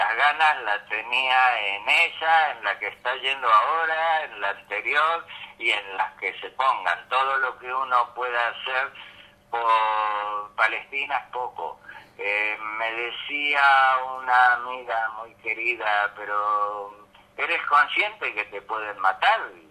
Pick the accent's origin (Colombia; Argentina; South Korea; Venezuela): Argentina; born there; yo que nací en la Argentina, tengo derecho a la ciudadanía israelí